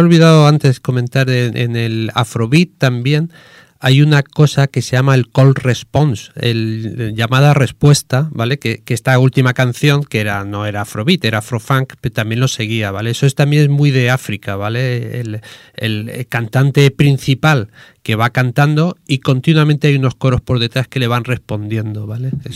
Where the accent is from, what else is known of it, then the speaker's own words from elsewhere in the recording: Murcia, Region of Murcia, Spain; yo soy de Murcia, y con 16, 17 años, que con 17 años antes salías y ibas donde querías, cada vez que había un concierto en la provincia de Murcia de … allí nos íbamos con el saco de dormir